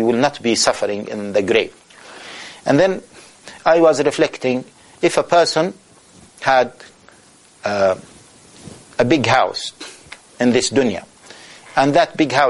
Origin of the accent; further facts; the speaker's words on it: Taif, Makkah Province, Saudi Arabia; I was in Taif, my hometown. I was born in Taif.